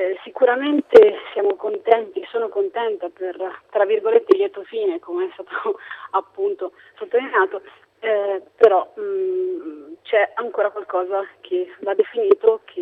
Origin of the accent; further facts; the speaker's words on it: Perugia, Umbria, Italy; Sono nata a Perugia, sono cresciuta a Perugia e sono rimasta qui fino ai 20 anni, quindi sono legatissima a questa città